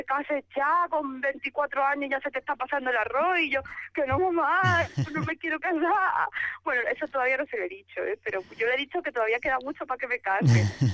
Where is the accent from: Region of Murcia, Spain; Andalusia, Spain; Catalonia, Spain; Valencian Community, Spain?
Andalusia, Spain; Málaga; also born or lived in Algeciras; Sí, en Algeciras, aunque yo toda mi vida la pasaba en Málaga, en Algeciras allí nos mudamos para Málaga, así que soy gaditana de nacimiento, malagueña de corazón.